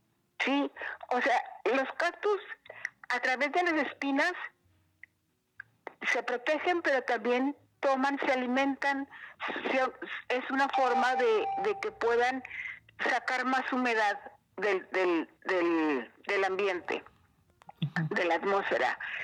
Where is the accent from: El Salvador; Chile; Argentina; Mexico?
Mexico; northern Mexico; Claro que lo básico es porque soy norteña, porque soy del desierto